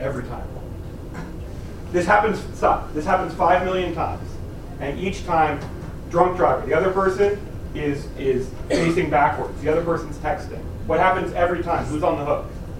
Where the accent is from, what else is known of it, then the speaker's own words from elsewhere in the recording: California, United States; I grew up in the Bay Area